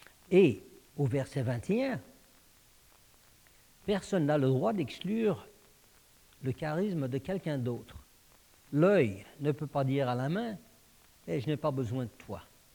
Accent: Paris, Île-de-France, France; born there; Moi, je suis né en France, à Paris, et ma nationalité est française

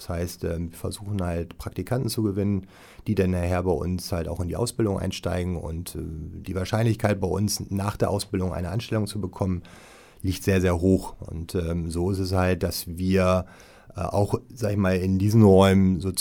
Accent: Wilhelmshaven, Lower Saxony, Germany; born there; weil ich erstmal gebürtiger Wilhelmshavener bin.

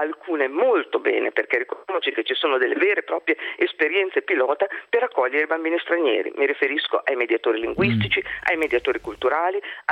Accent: Emilia-Romagna, Italy; Io vengo dall'Emilia Romagna

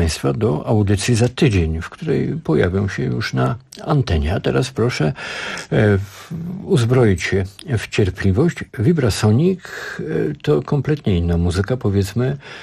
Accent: Warsaw, Masovian Voivodeship, Poland; Ja z Warszawy.

